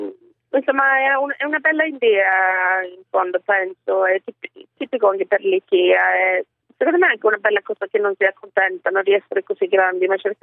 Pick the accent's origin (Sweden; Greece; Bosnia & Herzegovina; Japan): Sweden; Italian is a second language; è ovvio che è tipo la Svezia, certo, che è il mio paese.